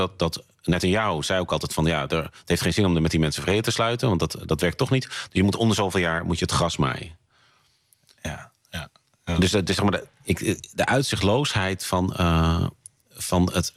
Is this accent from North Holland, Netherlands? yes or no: yes; Amsterdam, North Holland, Netherlands; Dat als Amsterdammer heb ik flink wat vrienden en kennissen die Jood zijn.